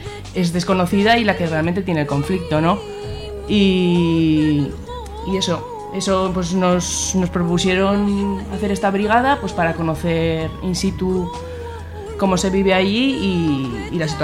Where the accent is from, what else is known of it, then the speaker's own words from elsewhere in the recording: Artieda, Aragon, Spain; Estuvo viniendo 6 años a Artieda, a mi pueblo